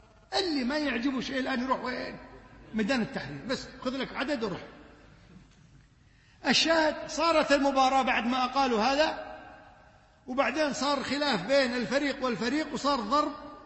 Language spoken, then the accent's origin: Arabic; Kuwait; بل عندنا في الكويت بقول لكم قصة أغرب ما أغرب من الخيال